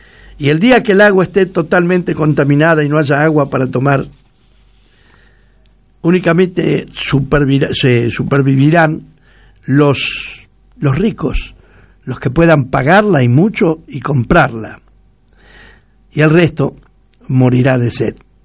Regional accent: Argentina; Somos argentinos y orgullosos de serlos, y tenemos que defender todo lo nuestro.

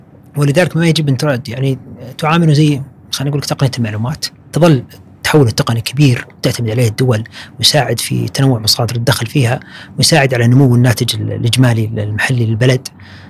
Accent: Saudi Arabia; نبي نصير إن شاء الله عندنا في السعودية فندر

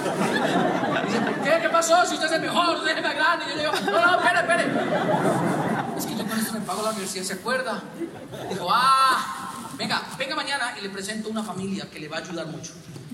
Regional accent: Boyacá, Colombia; yo soy boyacense, pero mi mamá es cupiteña. Entonces yo crecí en una casa donde todo lo que mi mamá dice suena regaño.

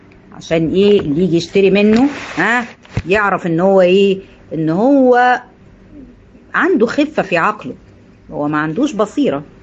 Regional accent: Egypt; يعني اللي عندنا في مصر يفهم انا بقول الاماكن

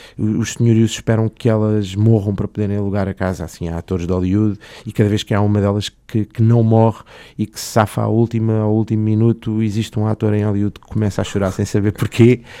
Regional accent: Lisbon, Portugal; nós, como lisboetas, temos a responsabilidade de zelar pelo bem-estar de quem aqui vive

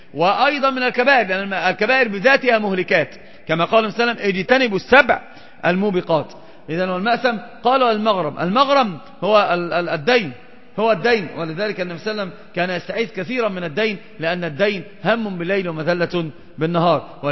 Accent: Egypt; عندنا في مصر مثلا يموت الناس وينشغلون جميعا بالصوان

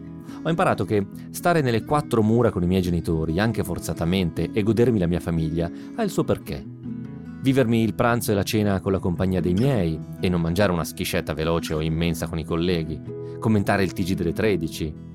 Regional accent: Sondrio, Lombardy, Italy; moved away as an adult; now in Milan, Italy; Erano 9 anni ormai che non passavo 8 settimane intere e consecutive nella mia città natale, Sondrio.

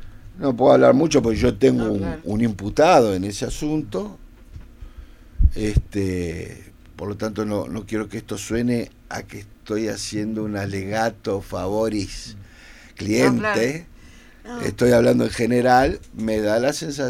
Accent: Uruguay; somos los uruguayos somos una sociedad alimentada de varios caracteres europeos

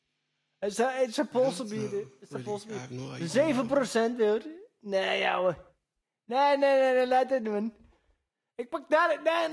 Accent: Amsterdam, North Holland, Netherlands; Ik ben echt Amsterdammer, joh.

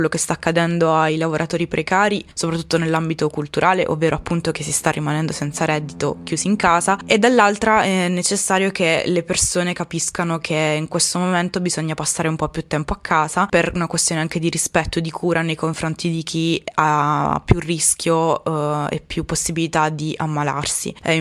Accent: Apulia, Italy; now in Bologna, Italy; ero in chat con i miei amici del mio paese d'origine, perché sono pugliese, anche se vivo a Bologna da 4 anni oramai.

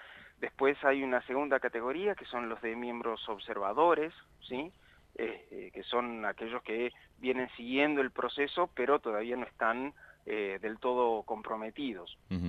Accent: Argentina; La participación adentro de la comisión de auditoría, somos tres los argentinos.

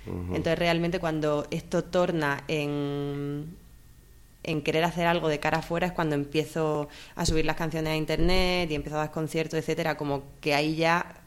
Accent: Almería, Andalusia, Spain; moved away; Bueno, soy del sur, de Andalucía, concretamente de Almería, que está en el Mediterráneo, pero llevo ya 9 años fuera.

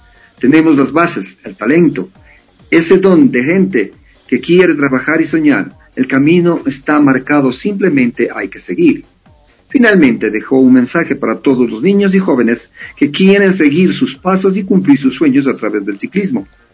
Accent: Ecuador; no solo como deportista, sino como ecuatoriano.

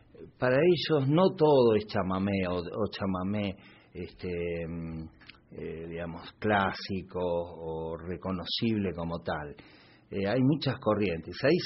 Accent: Posadas, Misiones, Argentina; born there; cuando yo nací mi familia estaba en Posadas, y bueno, se iba moviendo por todo el país.

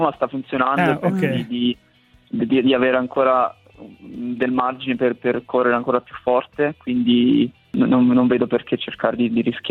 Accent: Bojano, Molise, Italy; vado al campo sportivo lì al mio paese a Boiano

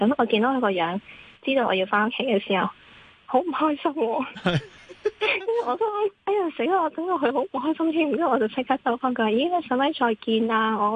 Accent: Hong Kong; 即系好似我哋香港人成日话得闲饮茶，咁系咪真系得闲饮茶先？

